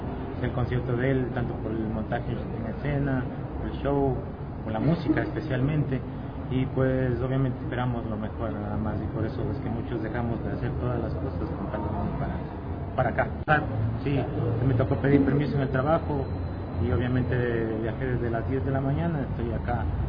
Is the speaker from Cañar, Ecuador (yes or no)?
no; Ibarra, Imbabura, Ecuador; Bueno, vengo desde Ibarra, obviamente solamente para ver